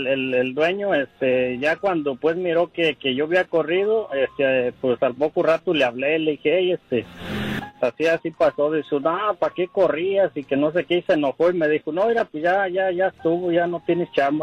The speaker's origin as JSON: {"language": "Spanish", "town": "La Piedad", "region": "Michoacán", "country": "Mexico", "moved": "yes", "said": "De ahí, de La Piedad, Michoacán."}